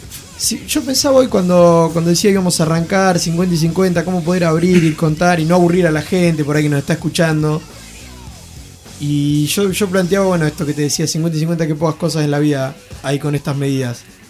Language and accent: Spanish; Esquel, Chubut, Argentina; Yo vengo de Esquel, provincia del Chubut